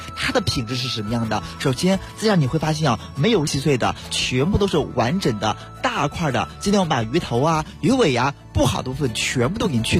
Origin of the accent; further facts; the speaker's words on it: Beijing, China; 而且咱们北京人都特别特别喜欢吃黄花鱼